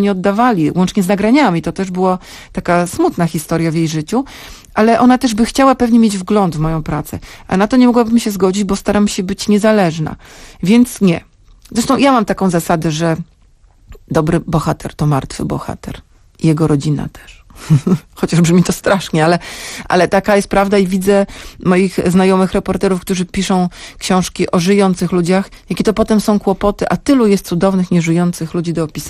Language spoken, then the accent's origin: Polish; Sopot, Pomeranian Voivodeship, Poland; Jestem z Sopotu, pójdę na drugą stronę ulicy do Urzędu Miasta